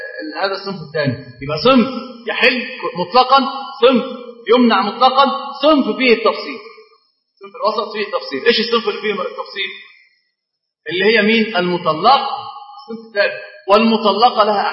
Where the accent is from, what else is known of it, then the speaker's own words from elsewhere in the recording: Egypt; طبعا عندنا معروف جدا ان احنا كمصريين